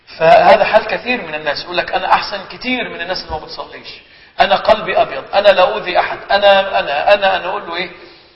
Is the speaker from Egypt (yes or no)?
yes; Egypt; عندنا في مصر يقولوا عليه درويش مكذوب